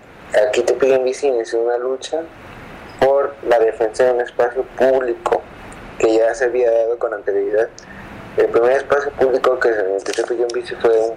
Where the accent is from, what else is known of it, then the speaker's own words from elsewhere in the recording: Tepic, Nayarit, Mexico; Soy de Tepí